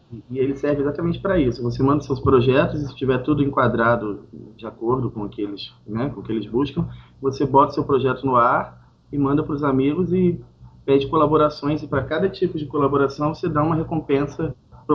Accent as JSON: {"language": "Portuguese", "town": "Santo Antônio de Pádua", "region": "Rio de Janeiro", "country": "Brazil", "tie": "born or raised there", "said": "É interior do Rio, divisa com Minas Gerais."}